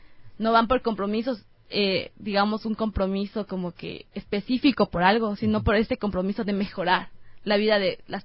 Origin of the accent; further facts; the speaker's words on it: Otavalo, Imbabura, Ecuador; Yo soy de Otavalo, natalmente, entonces tengo mucho de mi cultura.